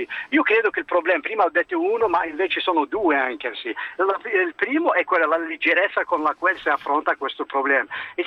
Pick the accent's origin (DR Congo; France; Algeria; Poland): Algeria; Italian is a second language; Io sono algerino